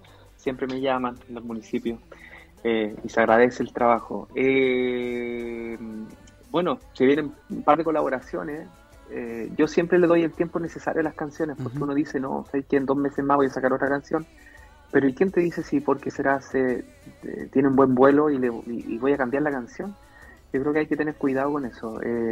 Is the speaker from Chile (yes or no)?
yes; Chile; a nosotros como chilenos nos cuesta un poquito más.